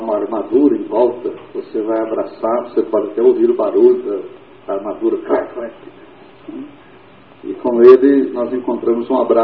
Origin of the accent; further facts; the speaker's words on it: Anápolis, Goiás, Brazil; now in Belo Horizonte, Brazil; Eu vim de Anápolis, eu era presbiteriano